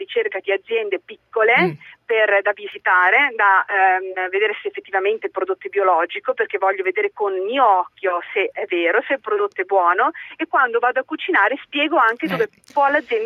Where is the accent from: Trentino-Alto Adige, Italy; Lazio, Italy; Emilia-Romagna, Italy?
Emilia-Romagna, Italy; Parma; No, perché io vivo, sono di Parma